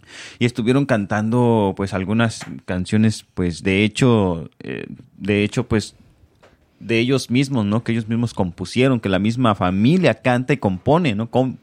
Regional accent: Zacatepec, Morelos, Mexico; allá donde soy yo, en mi colonia, en mi pueblo, en mi México, uh-huh. Yo soy Zacatepec, Morelos, ¿verdad?

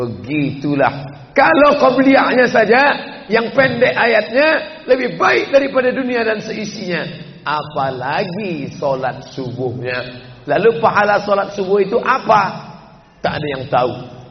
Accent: Sumatra, Indonesia; Padahal dia dari Jawa, saya dari Sumatera.

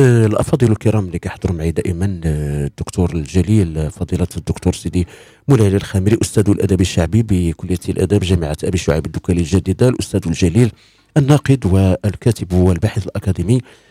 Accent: Morocco; كنحفظوها جميع كمغاربة

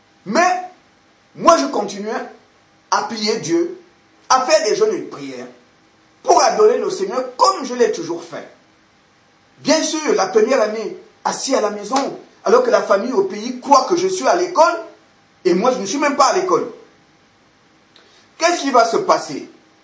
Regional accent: Gabon; now in France; Quand je suis parti du Gabon, je suis venu pour faire des études en France, dans une école à Nogent-sur-Marne, en région parisienne.

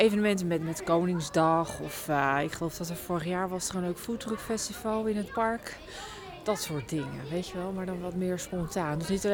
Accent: The Hague, South Holland, Netherlands; Ik kom zelf uit Den Haag oorspronkelijk. Dat was natuurlijk een wat drukkere omgeving.

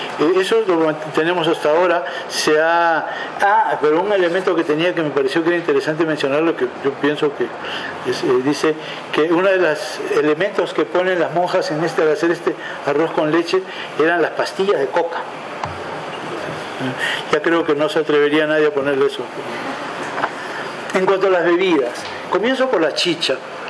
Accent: Lima, Peru; que soy un limeño mazamorrero, es decir, más puro que eso no puede haber

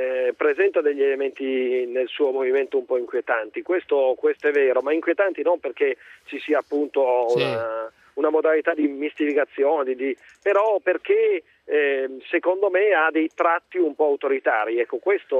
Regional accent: Cuneo, Piedmont, Italy; Quello sì, d'altra parte sono di Cuneo, l'avete ricordato.

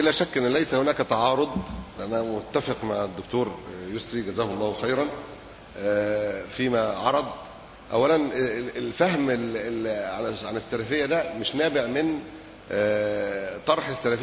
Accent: Alexandria, Alexandria Governorate, Egypt; الطماطم عندنا في اسكندرية وصلت إلى 8 جنيه

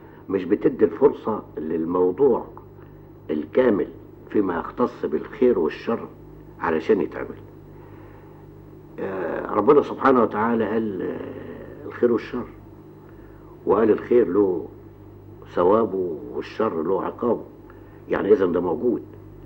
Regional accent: Egypt; او انا مصري ادافع على اثار بلدي

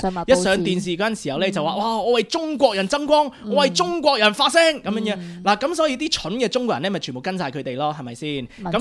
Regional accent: Australia; 我喺呢度土生土長嘅澳洲人啦，咁但係咧我係一個亞洲面孔咁。

